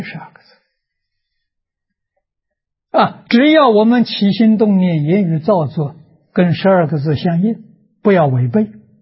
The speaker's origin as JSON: {"language": "Chinese", "country": "China", "said": "我们中国人 解释宗教这两个意思非常好，是正确的"}